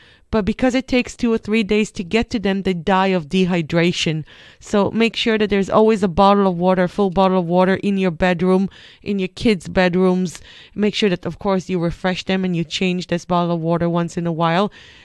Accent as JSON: {"language": "English", "country": "Israel", "said": "I'm coming from Israel, so we have it everywhere."}